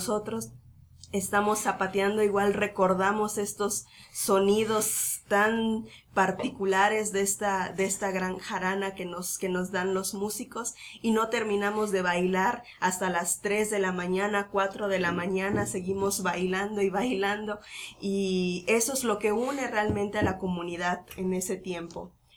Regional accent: Sinanché, Yucatán, Mexico; Yo recuerdo muy bien de la comunidad de donde yo soy, en Sinanche

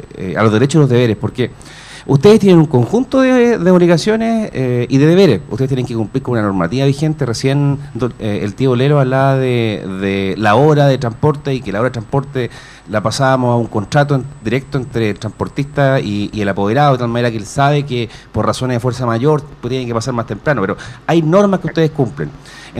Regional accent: Chile; nuestra cultura como chileno a veces adolece del tema de la responsabilidad.

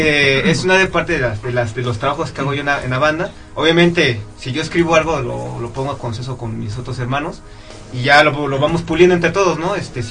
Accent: Mexico; en el metal no existe algo que como mexicanos nos identifique musicalmente

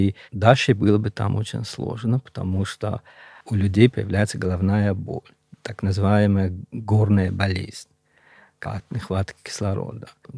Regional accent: Gorno-Badakhshan, Tajikistan; Да, да, я родился на Памире, вырос там.

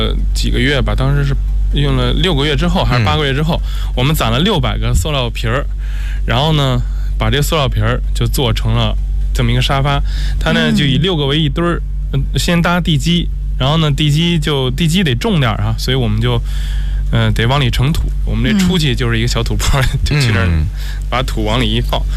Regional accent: Beijing, China; 我从小在北京

